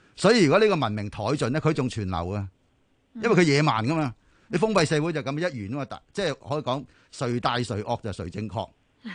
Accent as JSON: {"language": "Cantonese", "country": "China", "said": "特别系我作为一个中国人咧，我觉得呢个系实在太重要"}